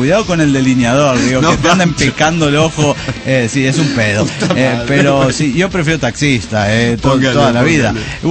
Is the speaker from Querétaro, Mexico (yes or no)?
yes; Querétaro, Mexico; salimos de Querétaro un sábado en la madrugada